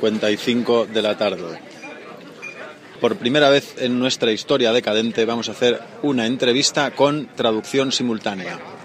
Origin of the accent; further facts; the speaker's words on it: Galicia, Spain; En general, yo como gallego lo considero un charco meaos.